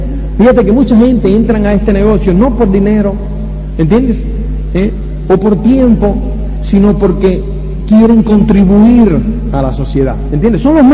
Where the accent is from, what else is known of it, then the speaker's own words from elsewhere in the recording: Spain; Entonces nosotros hablamos, no, somos de España y no sé qué y tal y cual.